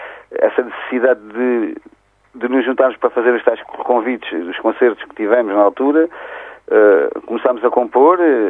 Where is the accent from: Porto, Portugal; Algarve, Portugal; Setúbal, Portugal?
Setúbal, Portugal; now in Évora, Portugal; Eu sou de Setúbal, moro aqui em Évora, já há uns anos